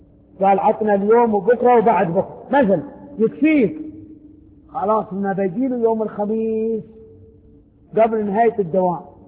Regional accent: Yemen; قال انت منين قلت له من اليمن

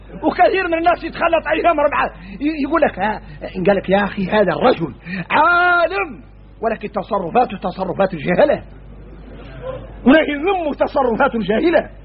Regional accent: Mauritania; احنا موريتاني بينا شدة تجهل الواحد منا

